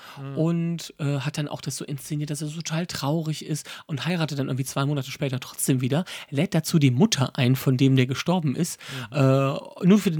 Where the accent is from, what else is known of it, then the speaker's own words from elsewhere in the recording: Wipperfürth, North Rhine-Westphalia, Germany; meine Heimatstadt Wipper führt, da ist ja wirklich, da gibt es keine Bahnstrecke mehr